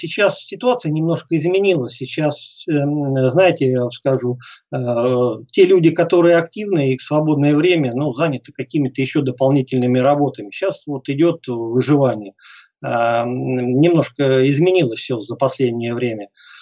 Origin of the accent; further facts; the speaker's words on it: Oryol, Oryol Oblast, Russia; я был единственным уроженцем города Орла.